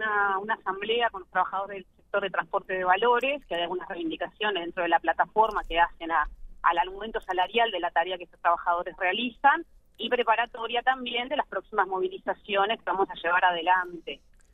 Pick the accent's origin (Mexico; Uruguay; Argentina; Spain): Uruguay; Estamos hablando de que los uruguayos somos los dueños de las empresas públicas